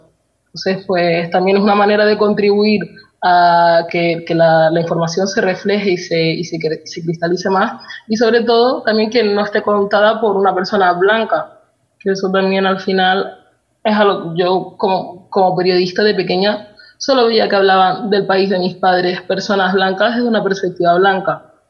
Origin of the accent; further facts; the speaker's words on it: Tenerife, Canary Islands, Spain; also born or lived in Lanzarote; yo nací en Lanzarote y me crié en Tenerife, pero me considero, por ejemplo, de las dos partes.